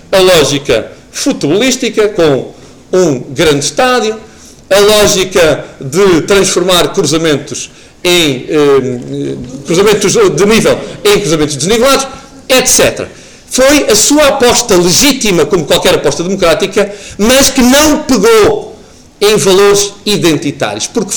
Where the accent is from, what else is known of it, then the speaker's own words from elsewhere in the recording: Portugal; como portugueses que somos, povo do mais belo do mundo